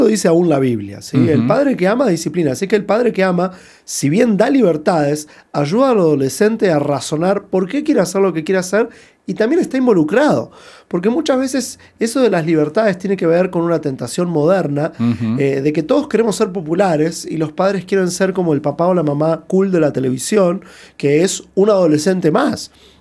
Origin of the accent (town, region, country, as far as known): Buenos Aires, Argentina; moved away as an adult; now in United States